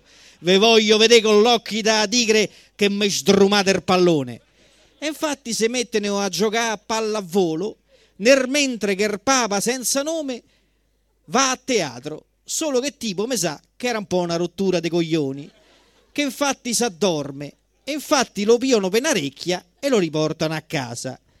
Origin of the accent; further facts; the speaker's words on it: Colombia; Italian is a second language; now in Rome, Italy; Io da colombiano venuto qua a Roma ho imparato questa lingua